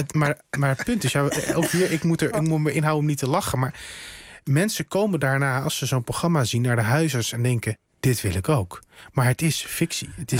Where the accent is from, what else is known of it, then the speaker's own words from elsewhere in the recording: North Holland, Netherlands; Ja, weet je, ik kom uit het Gooi.